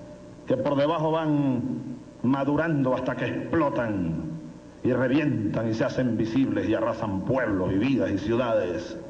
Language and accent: Spanish; Venezuela; rebeldes venezolanos del 92 hicimos una rebelión que fue legitimada sin duda alguna. No hoy, porque yo soy presidente ahora de Venezuela